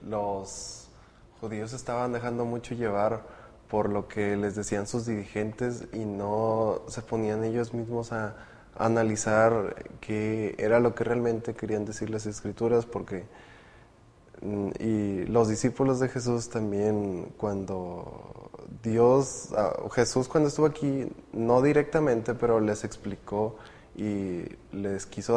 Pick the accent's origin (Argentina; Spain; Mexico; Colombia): Mexico; Reynosa, Tamaulipas; Estoy en primer año de Medicina y vengo de Reynosa, Tamaulipas.